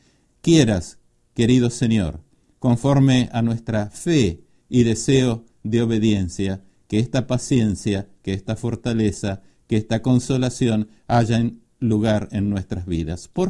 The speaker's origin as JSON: {"language": "Spanish", "country": "Uruguay", "tie": "born or raised there", "said": "soy oriundo de la República Oriental del Uruguay."}